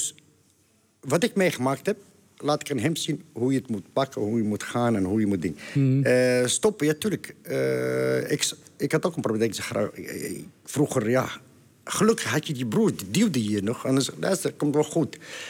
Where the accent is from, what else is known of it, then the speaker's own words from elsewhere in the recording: Netherlands; Maar EK, ben ik gewoon een Nederlander.